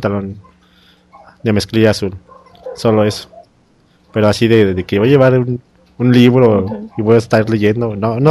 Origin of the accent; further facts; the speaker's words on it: Mexico City, Mexico; yo soy de la Ciudad de México